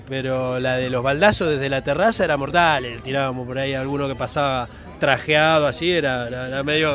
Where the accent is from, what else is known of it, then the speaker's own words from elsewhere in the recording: Junín, Buenos Aires Province, Argentina; en el barrio Picaflor, donde yo me nací, me crié, en Junín, ahí en la provincia de Buenos Aires.